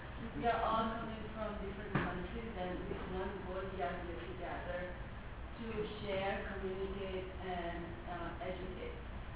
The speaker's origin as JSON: {"language": "English", "country": "India", "said": "I'm from India."}